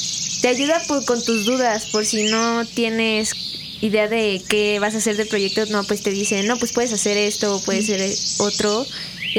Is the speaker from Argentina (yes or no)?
no; Xalapa, Veracruz, Mexico; Sí, soy de Xalapa